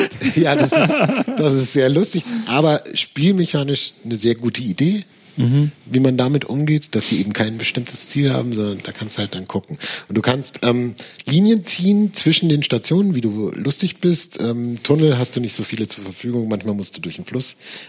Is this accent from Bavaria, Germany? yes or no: yes; Nuremberg, Bavaria, Germany; Das ist gar nicht wahr. Ich komme ja aus Nürnberg.